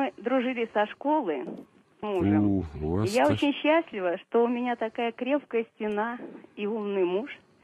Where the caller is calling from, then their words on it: Krasnogorsk, Moscow Oblast, Russia; Я вам звоню из Красногорска.